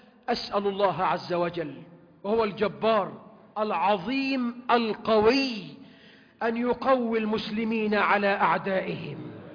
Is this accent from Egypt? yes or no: yes; Egypt; اللهم واجعل بلدنا مصر أمنا أمانا